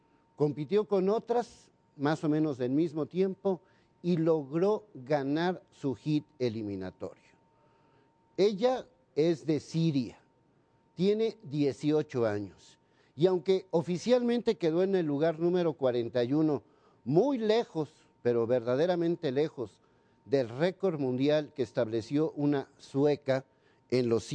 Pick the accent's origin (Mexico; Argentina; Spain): Mexico; Pero soy mexicano y estoy verdaderamente indignado